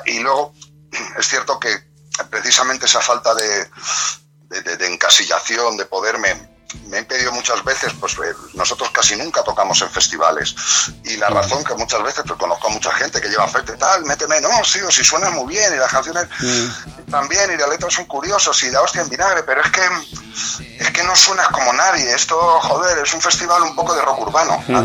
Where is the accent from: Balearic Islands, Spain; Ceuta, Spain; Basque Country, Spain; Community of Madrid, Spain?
Community of Madrid, Spain; Bustarviejo; iba teniendo relación con músicos de aquí, de mi pueblo, de Bustar Viejo